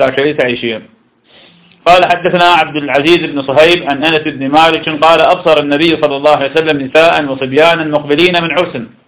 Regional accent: Iraq; accent: Iraqi; وإذا يصير شراب لقيت أنه يسمى نجوع في لهجتنا العراقية

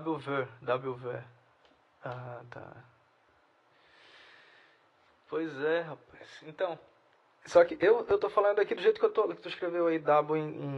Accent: Brazil; accent: Brazilian; Então, eu vou falar francês com sotaque. Meu sotaque mesmo. De brasileiro.

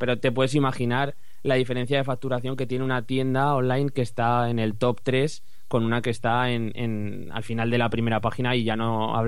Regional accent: Zaragoza, Aragon, Spain; tengo 25 años, soy de Zaragoza

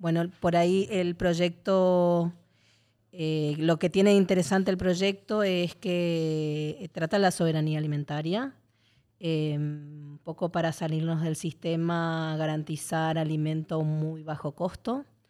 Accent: Argentina; Bueno, yo soy argentina, entonces tengo como ahí una cosa emocional con la olla popular

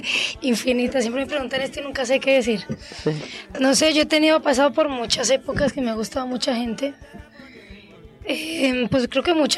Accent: Colombia; Pues yo crecí en Colombia donde todo era tropical.

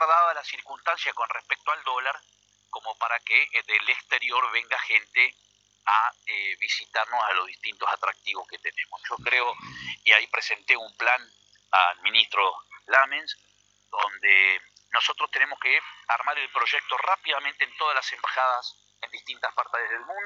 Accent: Entre Ríos, Argentina; ¿Saben ustedes que nosotros somos todos entrerrianos?

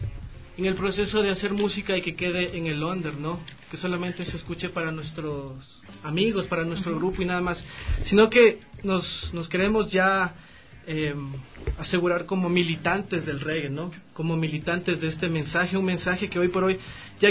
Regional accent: Ecuador; un reggae que a todos nos identifique como ecuatorianos

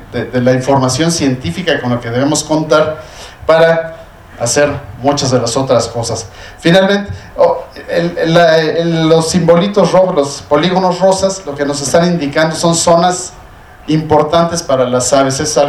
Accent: Mexico City, Mexico; Se me olvida que yo soy chilango y que él vivía ahí, ¿verdad?

